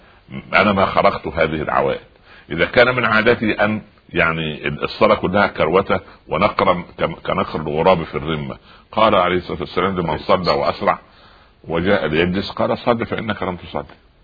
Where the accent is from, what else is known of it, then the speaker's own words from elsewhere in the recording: Egypt; تعودنا عليه كمصريين وعرب